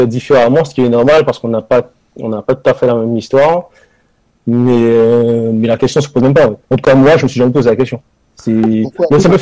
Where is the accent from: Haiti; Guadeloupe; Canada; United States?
Guadeloupe; also born or lived in France; Ben moi, je suis guadeloupéen. Je suis revenu récemment en Guadeloupe. J'ai passé les 10 dernières années en métropole.